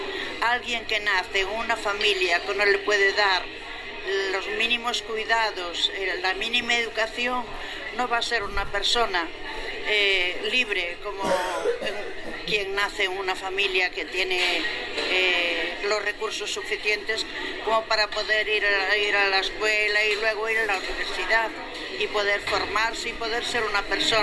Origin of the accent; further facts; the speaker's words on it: A Coruña, Galicia, Spain; soy una mujer mayor, jubilada ya, y soy de Coruña